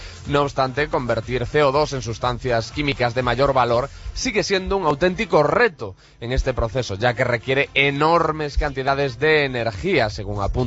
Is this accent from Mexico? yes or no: no; Galicia, Spain; trasladándonos a mi tierra, a Costa da Morte, en Galicia